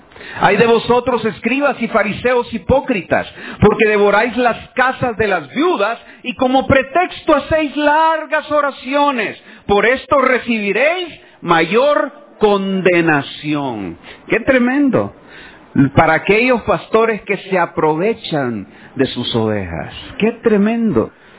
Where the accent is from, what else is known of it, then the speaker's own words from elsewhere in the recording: El Salvador; Hermanos, somos guanacos, no tenemos por qué cumplir las costumbres judías. Somos salvadoreños